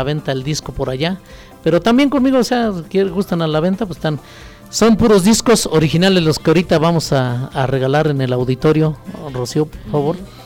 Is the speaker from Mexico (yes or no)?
yes; Panoaya, Mexico; born there; yo soy originario de Panoaya, ahí nací, pero estoy radicando en un lugar que se llama Pueblo Nuevo, a un lado de San Rafael.